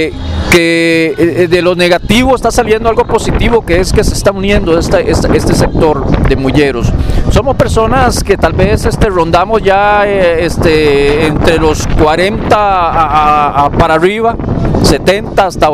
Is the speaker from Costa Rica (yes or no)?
yes; Limón, Costa Rica; soy nativo de la provincia de Limón.